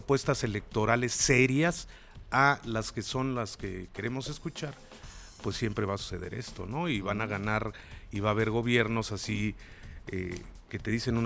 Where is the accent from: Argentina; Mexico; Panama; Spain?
Mexico; si como mexicanos no entendemos